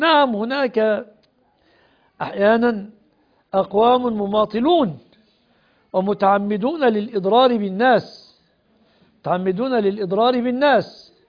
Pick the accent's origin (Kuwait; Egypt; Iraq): Egypt; خاصة في بلادنا مصر، نسأل الله أن يسلمها ويسلم بلاد